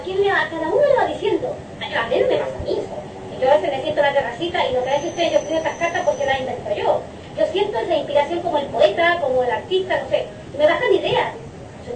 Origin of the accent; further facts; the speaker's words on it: Chile; yo digo que de ustedes es un poco diferente, en el sentido que yo vengo de Chile, ¿no?